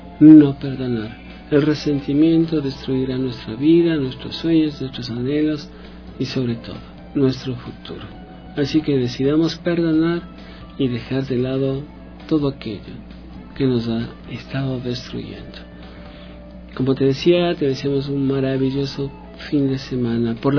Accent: Ecuador; quizás sea momento de reflexionar, de recogernos a pensar que somos ecuatorianos

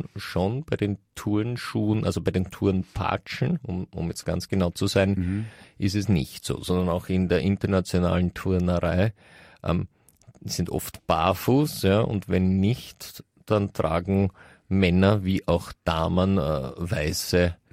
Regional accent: Vienna, Austria; bei uns in ich weiß jetzt nicht, ob in ganz Österreich, aber auf jeden Fall in Wien, ist es so, dass wir zu diesen Würstchen Frankfurter sagen.

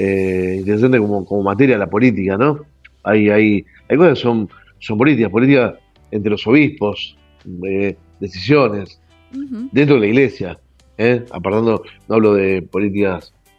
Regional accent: Argentina; que como argentinos podamos llegar a estar unidos

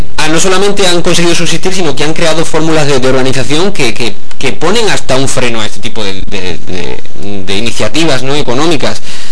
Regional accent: Andalusia, Spain; Yo creo que soy único porque soy andaluz

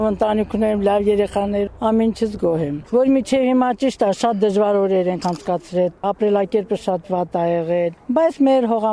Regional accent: Tegh, Syunik, Armenia; որ եթե իմ մանկությունս եղել է տեղ գյուղի աղջիկ եմ եղել, Գորիս տեղ գյուղի։ Այս գյուղում շատ եմ անցկացրել մանկությունս

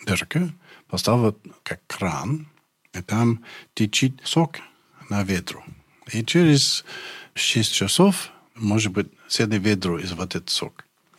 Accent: Montreal, Quebec, Canada; born there; Russian is a second language; Ну, где я родился, в Монреале, это более-менее как Москва.

